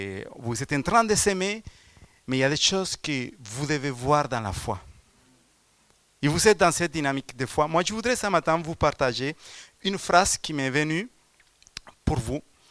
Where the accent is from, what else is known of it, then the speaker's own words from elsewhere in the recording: Colombia; je viens de la Colombie, donc c'est vrai que mon passé n'a pas été toujours dans la bonne voie.